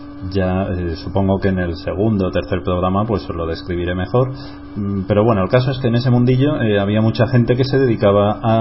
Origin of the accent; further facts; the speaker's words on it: Alicante, Valencian Community, Spain; yo soy de Alicante